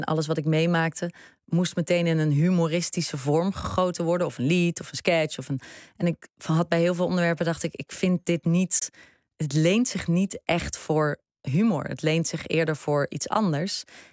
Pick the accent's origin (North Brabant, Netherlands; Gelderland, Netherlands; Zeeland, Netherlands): North Brabant, Netherlands; Breda; moved away; Het is een Brabantse stad en ik ben daar opgegroeid. Ik ben geboren in Breda en daar ging ik naar de middelbare school. En het is, het was een heel veilig opgroeiend bestaan.